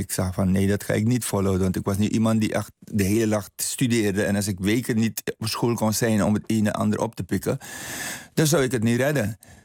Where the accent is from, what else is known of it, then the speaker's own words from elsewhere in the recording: Paramaribo, Suriname; In Paramaribo, in het Slandse Hospitaal.